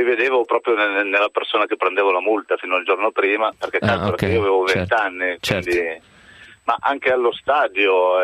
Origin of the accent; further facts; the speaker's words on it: Besate, Lombardy, Italy; Provincia di Milano, è sul Ticino.